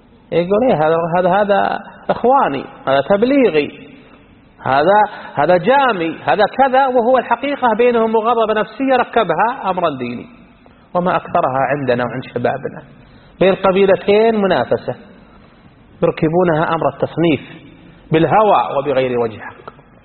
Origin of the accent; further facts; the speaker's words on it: Iraq; يسمونه السودانيين عندنا بالعراق